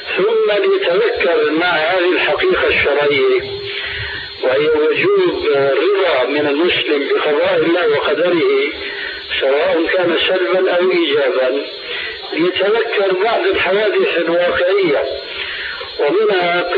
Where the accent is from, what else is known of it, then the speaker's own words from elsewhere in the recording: Syria; كما يقولون عندنا في سوريا